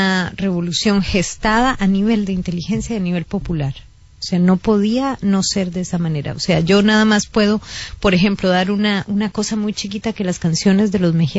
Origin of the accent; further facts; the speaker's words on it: Costa Rica; yo quisiera decir que para nosotros como costarricenses es un gran orgullo